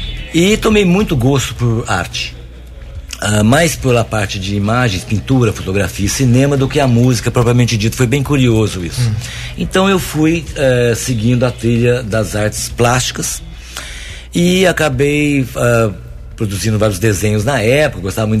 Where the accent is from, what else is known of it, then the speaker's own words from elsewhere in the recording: Guaranésia, Minas Gerais, Brazil; Eu nasci aqui em Guaranésia, né? Sou guaranesiano de coração, né? E de raça mesmo